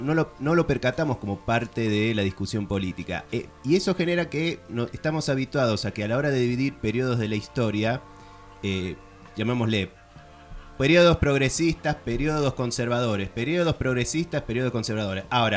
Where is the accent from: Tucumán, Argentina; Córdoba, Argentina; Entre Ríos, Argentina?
Córdoba, Argentina; born there; Aunque no se note, yo nací en la ciudad de Córdoba.